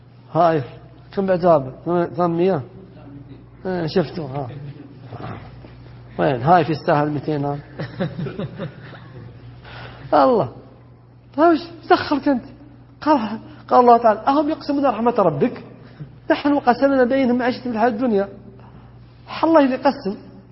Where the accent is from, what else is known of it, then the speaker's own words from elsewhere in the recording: Najd, Saudi Arabia; بينما عندنا في نجد انحتة احذفه هكذا